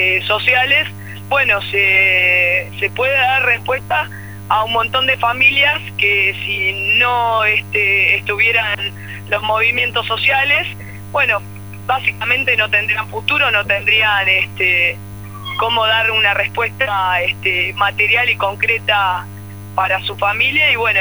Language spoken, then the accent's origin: Spanish; Argentina; somos parte de la Argentina olvidada, y bueno, conformamos también parte de esa cifra que hoy se muestra fríamente en números, pero que representa la realidad de millones de argentinos.